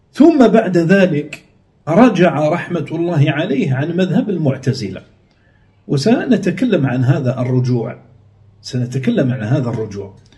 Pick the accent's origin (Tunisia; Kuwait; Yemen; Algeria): Algeria; في بلادنا الجزائر